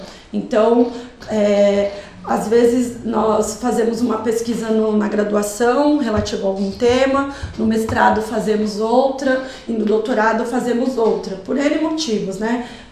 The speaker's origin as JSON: {"language": "Portuguese", "country": "Brazil", "said": "nós que somos brasileiros, né? Alguns alunos aqui, né? A professora Rosana também, né?"}